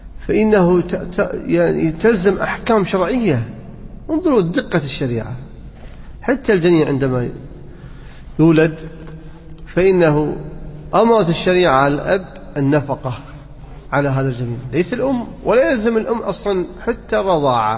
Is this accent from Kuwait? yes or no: yes; Kuwait; عندنا بالكويت لا، بعد 14 أو 15 سنة